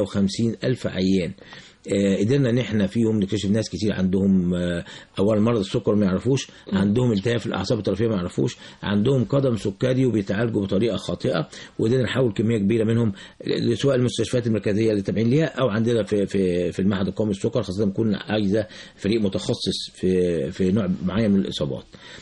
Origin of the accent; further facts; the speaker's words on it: Egypt; مش عندنا في مصر بس